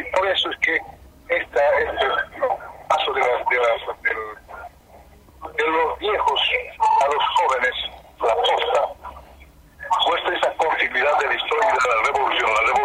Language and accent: Spanish; Bolivia; Soy de Bolivia.